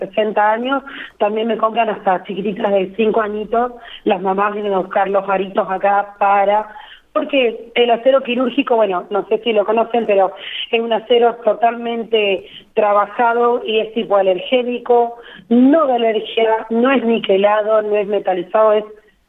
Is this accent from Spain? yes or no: no; Ingeniero Jacobacci, Río Negro, Argentina; now in La Pampa, Argentina; Yo vengo de una provincia de Río Negro, soy de un pueblito muy chiquito, y de Ingeniería Jacobacci